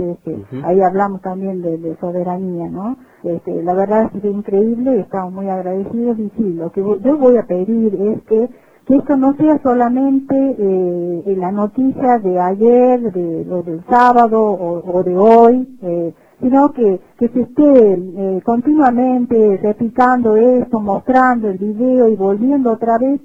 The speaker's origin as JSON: {"language": "Spanish", "region": "Catamarca", "country": "Argentina", "said": "Ya no sé qué nos queda como pinamarqueños, como catamarqueños, como argentinos"}